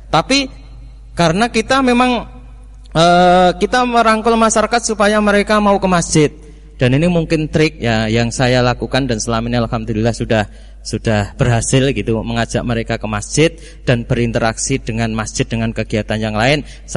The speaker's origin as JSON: {"language": "Indonesian", "town": "Weru", "region": "Central Java", "country": "Indonesia", "tie": "born or raised there", "said": "Di kampung saya dari Wonosari, Weru, Sukoharjo. Jadi Sukoharjo paling selatan, berbatasan dengan Gunung Kidul."}